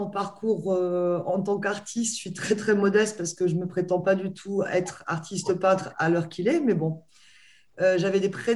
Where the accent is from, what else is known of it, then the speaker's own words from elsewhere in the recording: Luxeuil-les-Bains, Bourgogne-Franche-Comté, France; born there; moi, je suis née en Haute-Saône, dans le département 70, en 1970. Et je n'y ai pas vécu, mais 50 ans après, la vie m'a emmenée à Luxeuil-les-Bains, la ville où je suis née